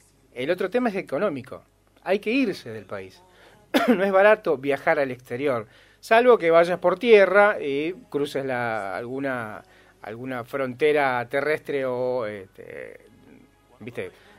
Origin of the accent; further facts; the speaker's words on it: Argentina; los argentinos para esta gente no somos negros africanos. Supuestamente para esta gente somos mejor, tenemos otro nivel.